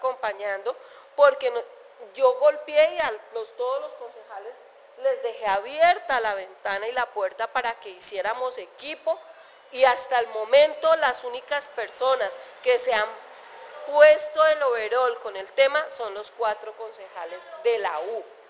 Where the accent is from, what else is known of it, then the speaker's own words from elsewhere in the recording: Girardot, Cundinamarca, Colombia; also born or lived in Flandes; yo soy de Girardot? Pues yo nací en Flandes, pero de chiquita nos fuimos para Girardot y he vivido en Girardot.